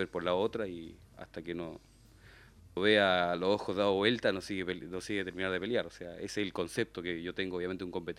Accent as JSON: {"language": "Spanish", "country": "Chile", "said": "porque yo soy chileno y pasa esto en mi país"}